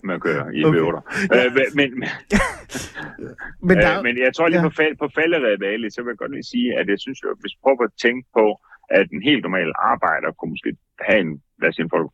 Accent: Jutland, Denmark; accent: Jutlandic; her i Jylland, hvor jeg jo, det kan man nok høre på min dialekt for, hvor vi driver Hayan Cars ude fra en gård, som er ligger uden for Hjortshøj

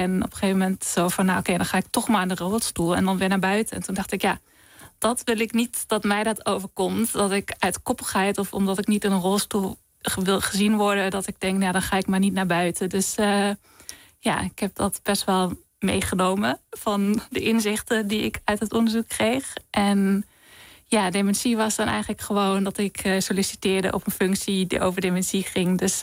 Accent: Germany; Dutch is a second language; now in Netherlands; Nou, in Duitsland bijvoorbeeld, waar ik vandaan kom, in de lift

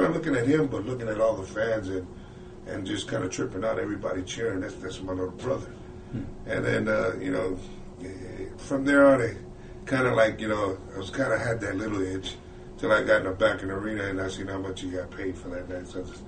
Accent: California, United States; No, I was out in Cali.

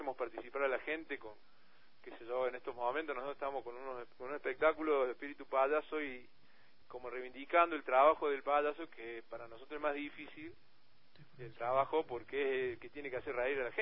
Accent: Córdoba, Argentina; Nosotros somos de Córdoba capital, provincia de Argentina, la segunda. la segunda más grande.

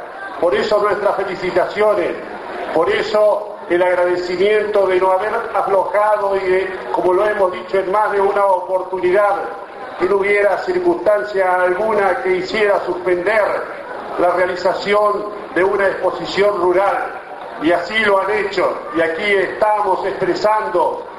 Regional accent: Saladillo, Buenos Aires Province, Argentina; amigos y amigas de Saladillo, pueblo de mi pueblo

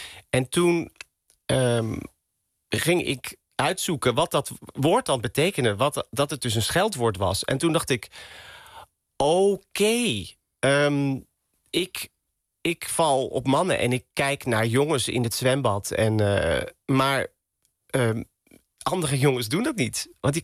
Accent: Roosendaal, North Brabant, Netherlands; En ik kom uit Brabant. Ik ben geboren in Roosendaal.

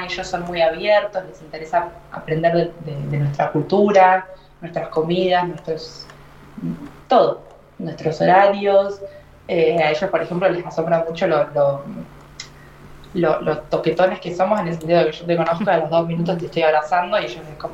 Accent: Argentina; moved away; Cuando me fui de Argentina en 2017 o 2018, no me acuerdo bien, el primer lugar al que me fui a voluntariar fue a India

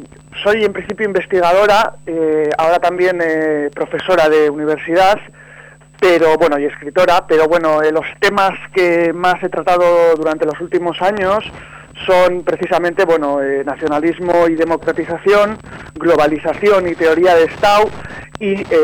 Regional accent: Basque Country, Spain; vengo del País Vasco.

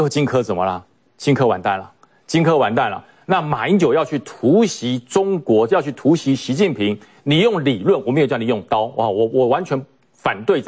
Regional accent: Taiwan; 那对于我们台湾人的自尊就是，我就是中华民国，我就是台湾。

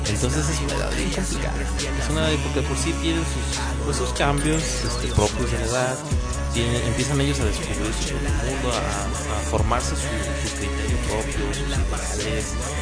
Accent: Guadalajara, Jalisco, Mexico; Yo soy del barrio de Talpita, soy tapatío y la neta venimos de barrio

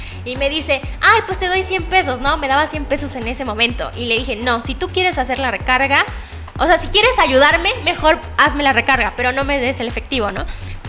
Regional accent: Tres Valles, Veracruz, Mexico; Soy originaria de Tres Valles, Veracruz

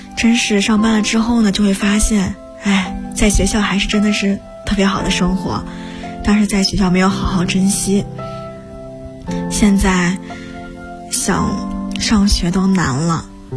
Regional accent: Luoyang, Henan, China; ，已经毕业有半年了

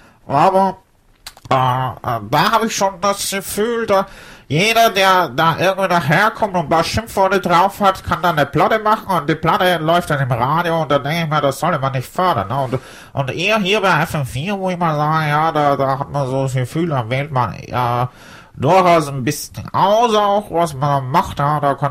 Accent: Hamburg, Germany; now in Munich, Germany; Ursprünglich bin ich aus Hamburg und habe mich dann spät verliebt in eine junge Frau, die mal mit der, wo wir verheiratet sind und in München leben.

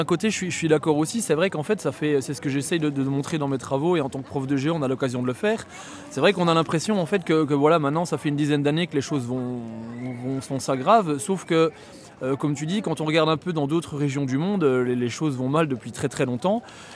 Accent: Wallonia, Belgium; Je suis gommais, moi. Donc je viens du sud de la Belgique. Et puis voilà, après quelques années d'études à Bruxelles, je suis retourné dans ma région natale.

